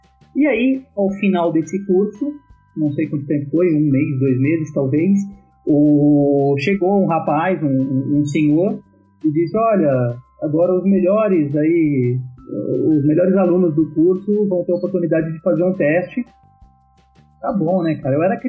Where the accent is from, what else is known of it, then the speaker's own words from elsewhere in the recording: São Paulo, Brazil; born there; Mas ele veio para São Paulo, eu nasci em São Paulo.